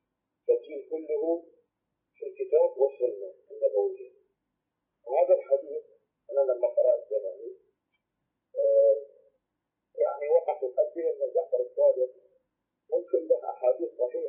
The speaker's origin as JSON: {"language": "Arabic", "country": "Bahrain", "said": "أنا شيعي مسلم من البحرين."}